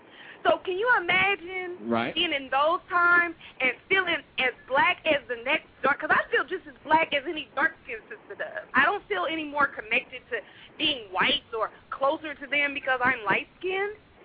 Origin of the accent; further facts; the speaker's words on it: Los Angeles, California, United States; I grew up in Los Angeles.